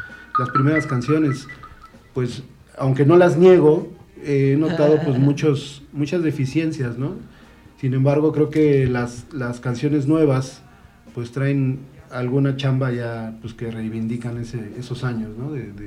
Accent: Mexico City, Mexico; Ok, yo soy de Ciudad de México.

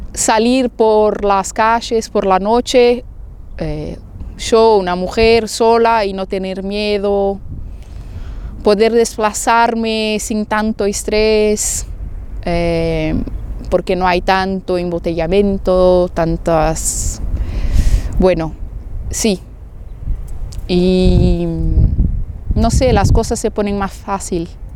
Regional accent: Brazil; Spanish is a second language; now in Barcelona, Spain; La gente brasileña me encanta, mi pueblo me encanta, somos, no sé, soy sospecha para decir, pero los brasileños son especiales.

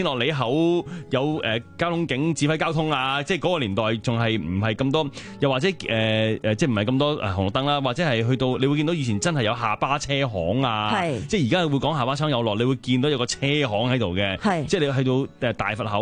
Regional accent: Hong Kong Island, Hong Kong; 因为咧嗱，我喺港岛区长大啦

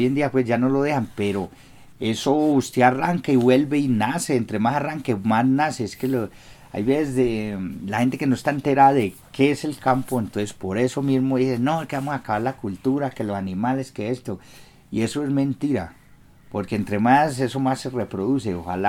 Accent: Guarne, Antioquia, Colombia; born there; No, nací en Guarne y en este momento cumplí los 50.

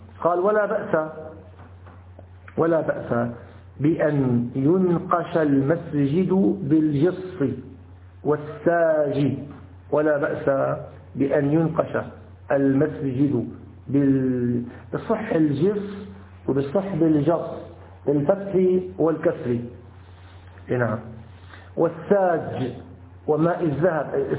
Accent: Damascus, Damascus Governorate, Syria; حتى نذكر عندنا في الشام، عندنا في الشام كثير من المساجد سرق السجاد الذي فيها.

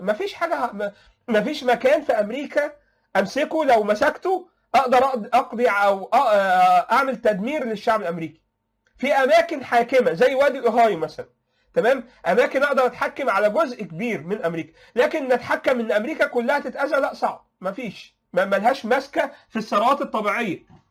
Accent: Egypt; المصيبه دي لو حصلت عندنا في مصر او في العالم العربي

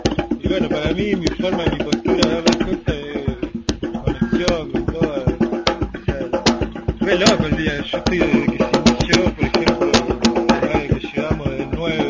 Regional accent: Tinogasta, Catamarca, Argentina; sí, yo soy de Sinogasta

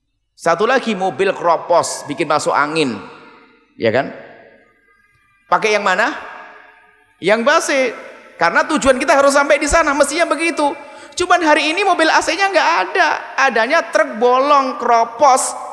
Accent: Indonesia; saya sebagai rakyat Indonesia, KTP saya asli Indonesia

